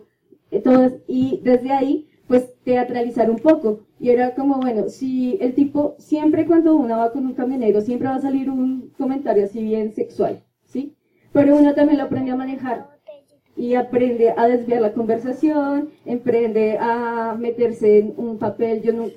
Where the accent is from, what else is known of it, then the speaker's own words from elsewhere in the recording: Colombia; por el contexto en el que estoy y en el que crecí, que es acá en Colombia